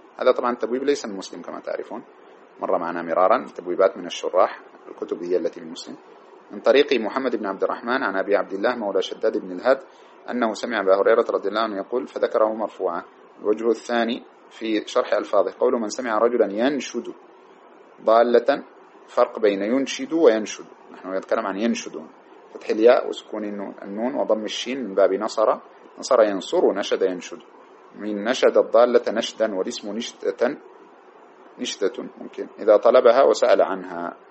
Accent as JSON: {"language": "Arabic", "country": "Sudan", "said": "وهناك مسألة عندنا في السودان تشبه هذه وهي مشكلة"}